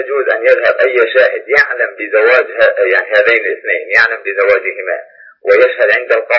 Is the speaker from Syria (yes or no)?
yes; Syria; أنا من سوريا وأحبكم بالله.